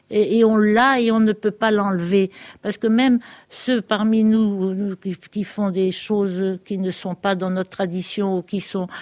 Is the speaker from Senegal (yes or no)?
no; Eu, Normandy, France; je me sens terriblement française. Je suis née à Eu, ma chère petite ville d'Eu. J'y ai vécu jusqu'à mon mariage. Depuis l'abrogation de la loi d'exil, je retourne souvent à Eu.